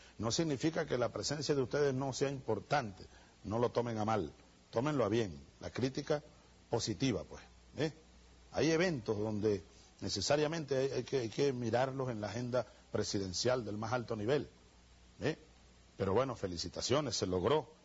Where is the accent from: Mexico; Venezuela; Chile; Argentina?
Venezuela; como yo apoyo como jefe de Estado y como venezolano